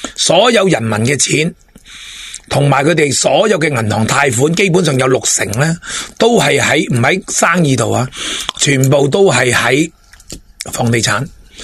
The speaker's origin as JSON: {"language": "Cantonese", "country": "China", "said": "我哋中国人最勇武啦"}